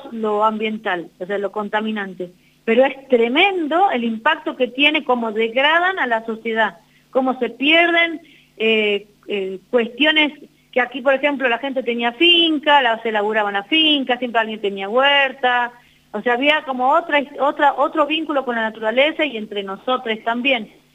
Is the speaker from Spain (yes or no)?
no; Pamatanca, Catamarca, Argentina; Yo soy de Pamatanca, Santa María